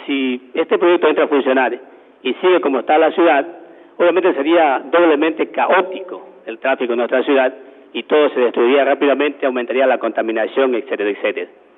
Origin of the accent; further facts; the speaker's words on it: Quevedo, Los Ríos, Ecuador; vengo de Quevedo, usted conoce muy bien la zona, señor presidente. Quevedo es la provincia de Los Ríos, granero del país, uno de los más productores en soya, maíz, arroz